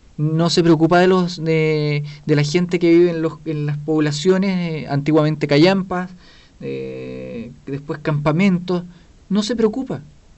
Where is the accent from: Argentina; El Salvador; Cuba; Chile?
Chile; Talcahuano, Biobío; Y nosotros somos de Talcahuano.